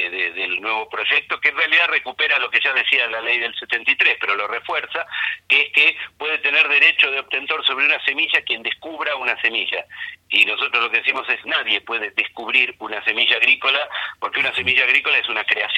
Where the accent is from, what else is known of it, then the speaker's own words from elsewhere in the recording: Argentina; los que vamos a pagar las regalías finalmente somos los argentinos.